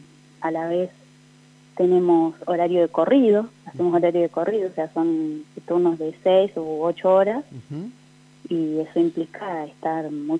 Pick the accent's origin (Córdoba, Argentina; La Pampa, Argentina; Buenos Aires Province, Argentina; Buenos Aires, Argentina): La Pampa, Argentina; Victorica; yo tengo 31 años, soy de Victorica, pero hace 13 años que vivo acá en Santa Rosa. Vine a estudiar otra carrera, me recibí de profesora de biología.